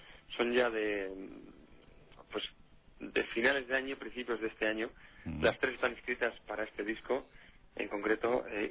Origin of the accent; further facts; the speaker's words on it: San Sebastián, Basque Country, Spain; also born or lived in Venezuela; y me considero un donostiarra completa.